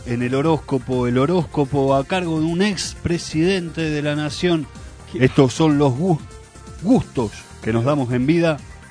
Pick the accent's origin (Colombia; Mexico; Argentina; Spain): Argentina; somos argentinos que nos levantamos